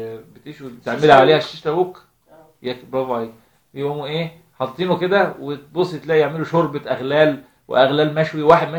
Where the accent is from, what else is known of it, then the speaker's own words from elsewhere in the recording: Alexandria, Alexandria Governorate, Egypt; عندنا في اسكندريه بنشوفه في الجناين وبتاع.